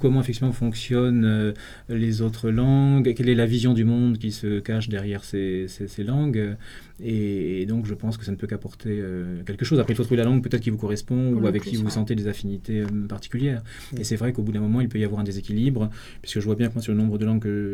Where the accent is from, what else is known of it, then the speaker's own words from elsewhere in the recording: Brittany, France; Et moi-même, je viens du Finistère, c'est-à-dire le bout du monde, que ce soit le début ou la fin.